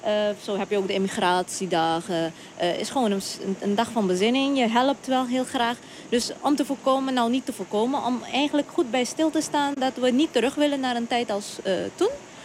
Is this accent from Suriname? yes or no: yes; Suriname; Nou, ik kom uit Suriname.